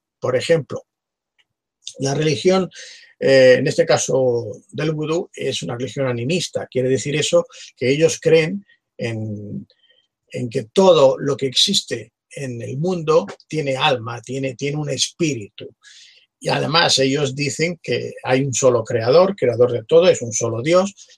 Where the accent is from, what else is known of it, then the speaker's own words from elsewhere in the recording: Barcelona, Catalonia, Spain; precisamente de donde yo soy, donde yo vivo, en Barcelona.